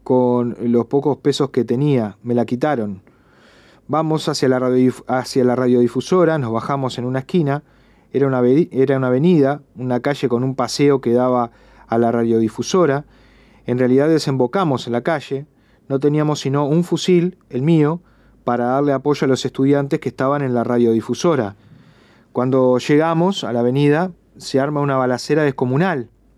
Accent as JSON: {"language": "Spanish", "country": "Cuba", "said": "le digo inmediatamente que soy estudiante al jefe de la policía, que soy cubano, que estamos en un congreso."}